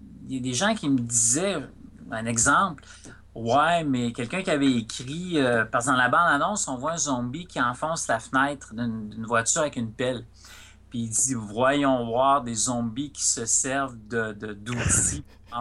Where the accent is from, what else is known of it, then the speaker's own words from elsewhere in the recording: Rivière-du-Loup, Quebec, Canada; j'ai grandi sur le bord du fleuve. Tu sais, j'ai grandi à Rivière-du-Loup